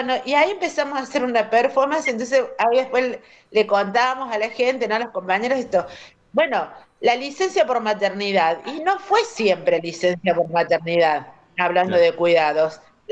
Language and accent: Spanish; Córdoba, Argentina; de Córdoba.